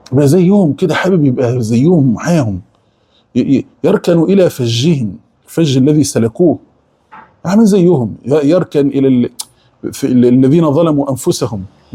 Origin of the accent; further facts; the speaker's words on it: Egypt; يعني اقول احنا كمصريين فص ملح وداب